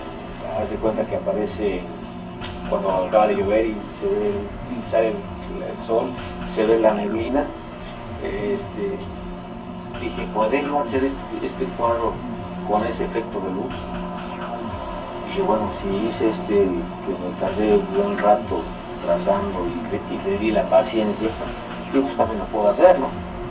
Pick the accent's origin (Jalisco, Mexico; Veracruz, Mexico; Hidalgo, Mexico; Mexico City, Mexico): Hidalgo, Mexico; Tepeji del Río; soy originario de Tepeji del Río, Estado Hidalgo.